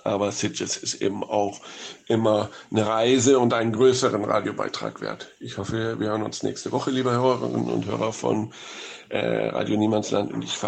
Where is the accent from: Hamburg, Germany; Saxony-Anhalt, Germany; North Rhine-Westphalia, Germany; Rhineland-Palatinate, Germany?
Hamburg, Germany; in meiner Heimatstadt Hamburg